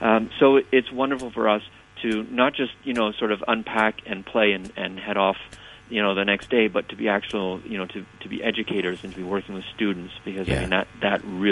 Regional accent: Canada; and myself, being Canadian

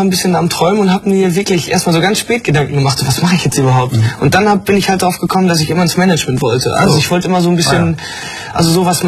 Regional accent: Sendenhorst, North Rhine-Westphalia, Germany; SG Sendenhorst ist der Fußballverein aus meiner Heimat, Sendenhorst.

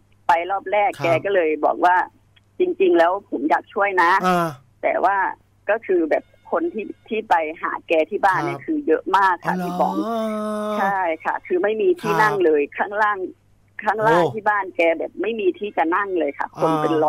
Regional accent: Bangkok, Thailand; ส่วนตัวเป็นคนต่างจังหวัดเชื่อเรื่องพวกนี้อยู่แล้วค่ะ

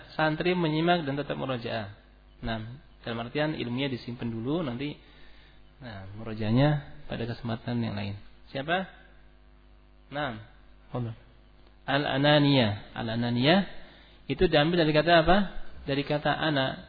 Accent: West Java, Indonesia; Nah, sama, saya juga Sunda.

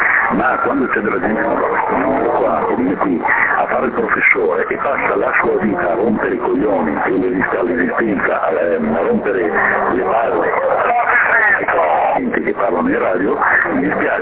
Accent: Veneto, Italy; sia io che il Fiore siamo terroni del nord, siamo veneti.

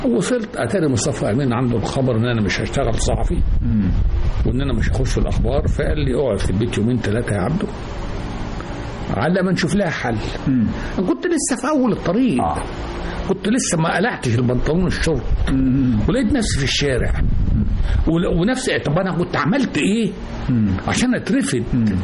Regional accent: El-Qanayat, Sharqia Governorate, Egypt; انا من الشرقية بلد اسمها القنيات

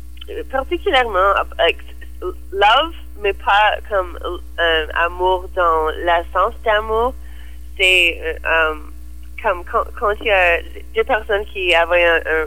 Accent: Toronto, Ontario, Canada; French is a second language; Moi, je viens de Toronto.

